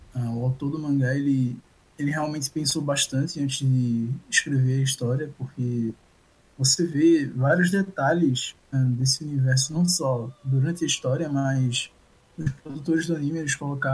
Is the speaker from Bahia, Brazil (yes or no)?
no; Recife, Pernambuco, Brazil; sou de Recife.